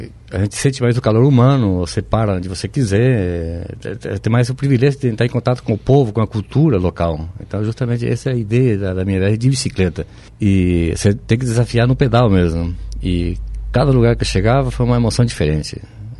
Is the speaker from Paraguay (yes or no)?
yes; Itapé, Guairá, Paraguay; now in Foz do Iguaçu, Brazil; Não, eu sou nascido no Paraguai, no interior do Paraguai, minha cidade se chama Itapé.